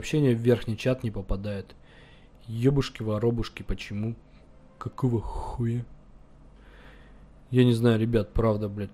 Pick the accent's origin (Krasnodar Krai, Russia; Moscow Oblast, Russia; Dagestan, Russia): Krasnodar Krai, Russia; Krasnodar; also born or lived in Almaty, Kazakhstan; Я из Краснодара. А вообще, ребят, я родился в Казахстане, в Алмате. Давно уехал, но вообще родился в Казахстане, в Алмате. Ну, я не казах, я русский.